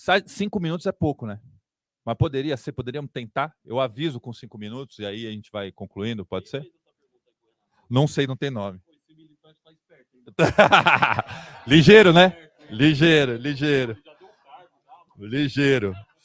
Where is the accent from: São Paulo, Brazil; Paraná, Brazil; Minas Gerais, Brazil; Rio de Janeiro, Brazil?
Paraná, Brazil; pois também sou do Paraná.